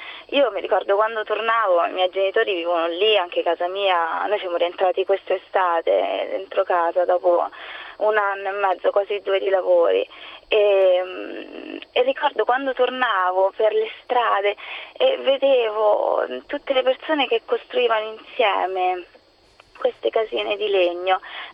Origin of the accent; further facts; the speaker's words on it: L'Aquila, Abruzzo, Italy; moved away as an adult; now in Rome, Italy; Io vivo a Roma da 3 anni, ma 4 anzi, ma sono nata e cresciuta all'Aquila.